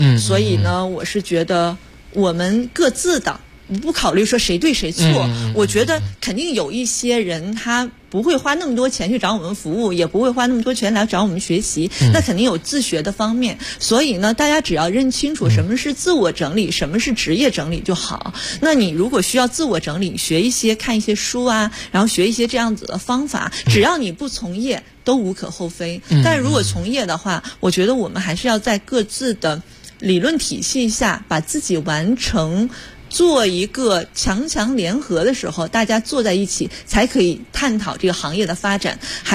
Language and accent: Chinese; China; 然后又是我们中国人的传统的一个美德